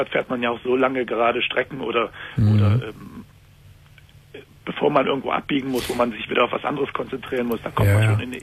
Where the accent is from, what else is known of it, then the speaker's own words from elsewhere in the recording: Seville, Andalusia, Spain; German is a second language; Und ich komme aus Süden, aus Sevilla.